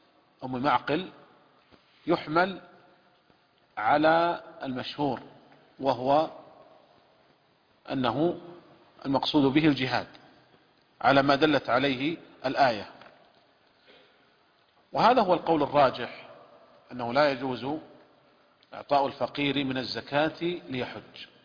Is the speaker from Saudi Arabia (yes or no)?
yes; Saudi Arabia; والشركات عندنا في المملكة العربية السعودية ملزمة بدفع الزكوات